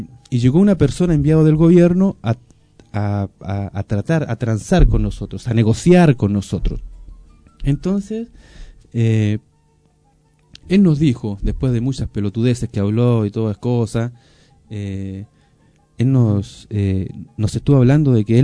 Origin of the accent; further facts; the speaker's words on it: Bolivia; lo puedo decir no como boliviano, sino como pueblo originario, pueblo mapuche